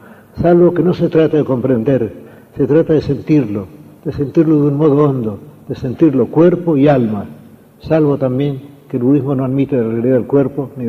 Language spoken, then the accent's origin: Spanish; Argentina; ¿Qué es, me he preguntado yo muchas veces, ser argentino? Ser argentino es sentir que somos argentinos.